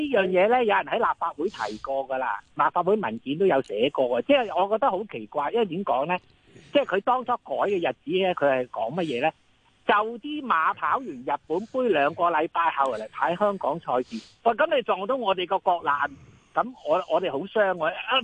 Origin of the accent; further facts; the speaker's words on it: China; 咁我系中国人嚟噶嘛？